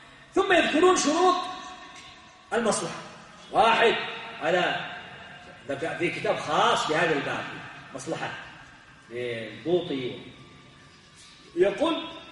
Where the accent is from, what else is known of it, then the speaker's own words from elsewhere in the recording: Yemen; عندنا في اليمن